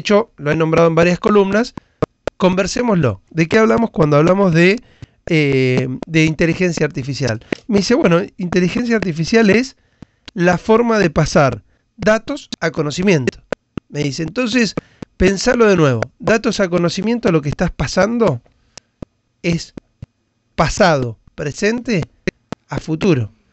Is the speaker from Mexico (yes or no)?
no; Argentina; Poco dato, mucha opinión, somos los argentinos.